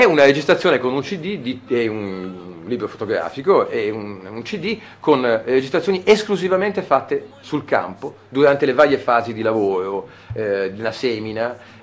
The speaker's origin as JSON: {"language": "Italian", "town": "Milan", "region": "Lombardy", "country": "Italy", "tie": "born or raised there", "moved": "as an adult", "said": "io sono nato a Milano, come poi si può sentire dall'accento, ci ho vissuto fino a 23 anni."}